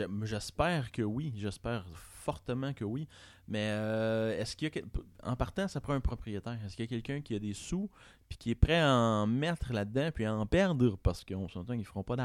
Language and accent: French; Saint-Hyacinthe, Quebec, Canada; moi, je viens de Saint-Hyacinthe